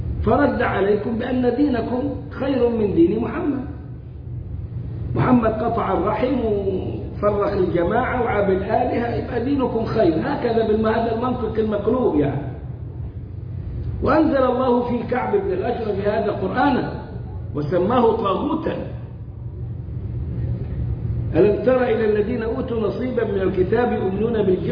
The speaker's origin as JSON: {"language": "Arabic", "country": "Egypt", "said": "عندنا في مصر يقولوا"}